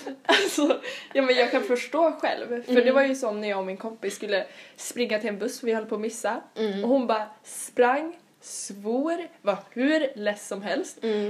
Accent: Sweden; Att vi är svenskar.

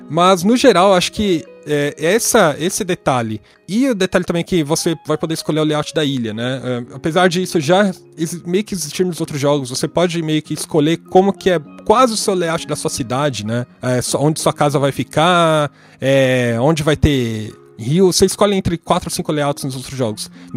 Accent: Brazil; então, como a gente é brasileiro, a gente não vai comemorar algumas coisas que são tipicamente nossas, né?

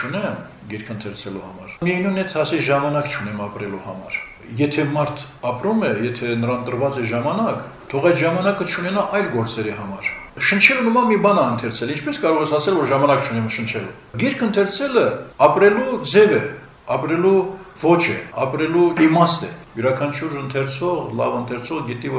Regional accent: Nagorno-Karabakh, Azerbaijan; առավել ևս ես որպես արցախցի խոսեմ նաև Արցախի այսպես պահով

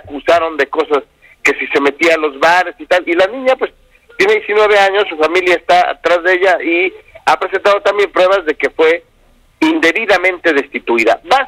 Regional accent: Puebla, Mexico; yo soy poblano con todas sus consecuencias

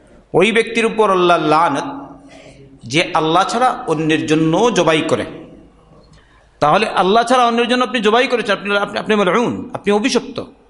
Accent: Sylhet Division, Bangladesh; কারণ আমি সিলেটের মানুষ তো আমি বুঝি না বেশি।

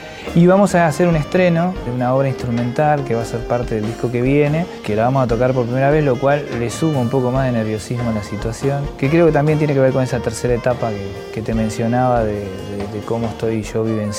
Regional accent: La Plata, Buenos Aires Province, Argentina; born there; Tengo con La Plata un vínculo extraordinariamente complejo. Todas las evidencias dicen que es mi ciudad natal.

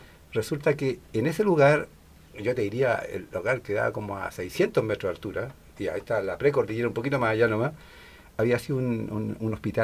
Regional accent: Biobío, Chile; also born or lived in Chiguayante; Yo toda la vida fui yayaino

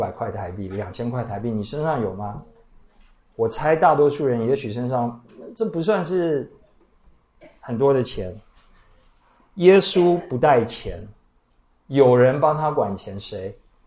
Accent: Taiwan; 尤其我们台湾人听人说我们自己好话之后

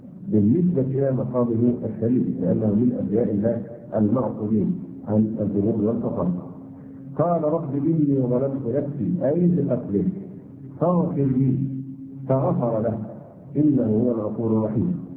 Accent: Egypt; يعني نحن كلمة مصري للغات الأجنبية حتى الآن

